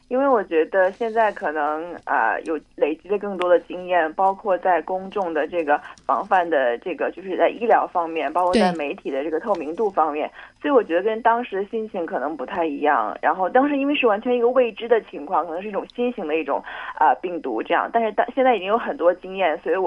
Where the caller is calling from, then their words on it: Hong Kong; 我是在香港。